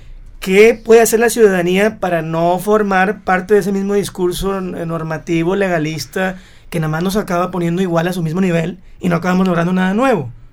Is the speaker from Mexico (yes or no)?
yes; Mexico; cuando tienes tú ya un país tan burocratizado como el mexicano, que tenemos no nada más la nómina